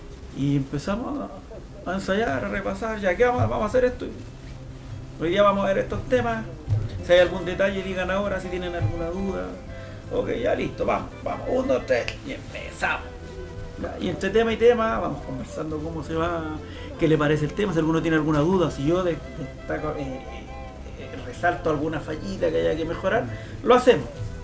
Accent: San Bernardo, Santiago Metropolitan Region, Chile; Hay muchachos que vienen de San Joaquín, otros que somos de San Bernardo

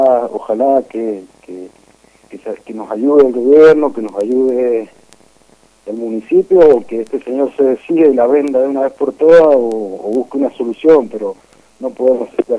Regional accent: Maipú, Mendoza, Argentina; nos apoyen como mendocinos, como maipucinos que somos

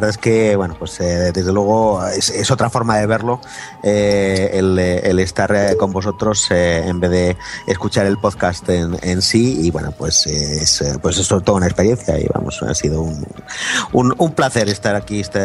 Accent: Madrid, Community of Madrid, Spain; Yo soy de Madrid. Lo que pasa es que llevo unos años trabajando por aquí

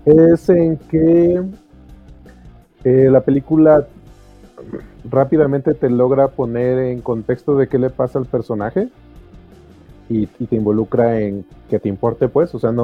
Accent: Mexico; pues así somos los mexicanos

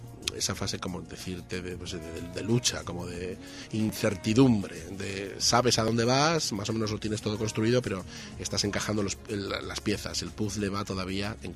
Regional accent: Bilbao, Basque Country, Spain; now in Madrid, Spain; Soy de Bilbao.

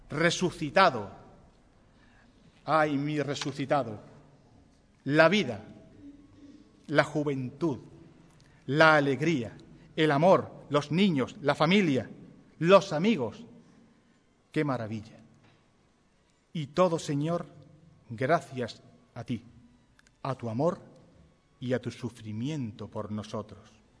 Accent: Ubrique, Andalusia, Spain; este humilde ubriqueño, penitente y cofradiero

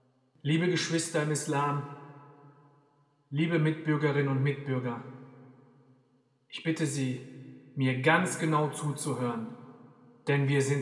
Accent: Germany; Ich bin Deutscher und ich bin Moslem.

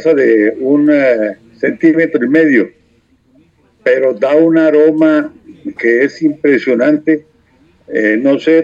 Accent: Barrancabermeja, Santander, Colombia; yo me crié en Barranca Bermeja, que son 100 metros sobre el nivel del mar.

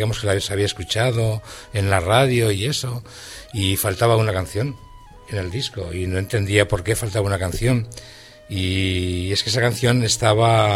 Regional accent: Huesca, Aragon, Spain; moved away as an adult; now in Madrid, Spain; yo no soy de Madrid, soy de Huesca, y vine a estudiar a Madrid

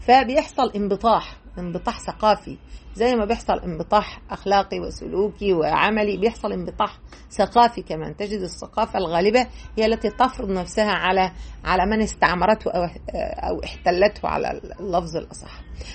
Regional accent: Egypt; يعني إحنا عندنا في مصر مثلا

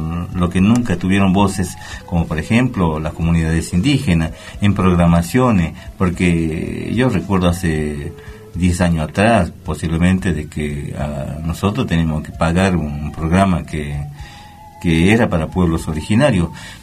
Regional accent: Argentina; todos como argentinos conozcamos creo que la historia argentina

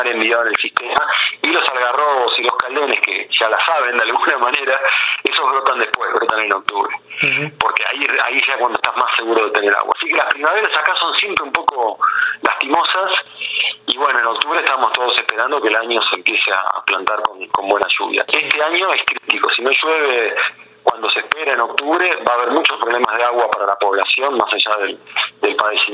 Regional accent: Buenos Aires, Argentina; yo, como porteño, yo me crié en Buenos Aires

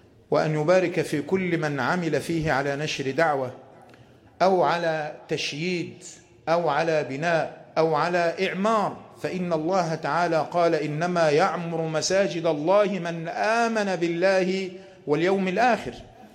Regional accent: Egypt; أن يحفظ بلادنا مصر من كل مكروه وسوء

